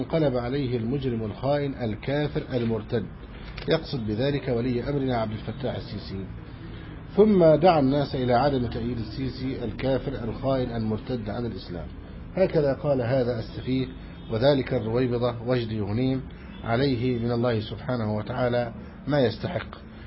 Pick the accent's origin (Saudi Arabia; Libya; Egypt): Egypt; فنسأل الله سبحانه وتعالى أن يحفظ بلدنا مصر أمنا أمانا سخاء رخاء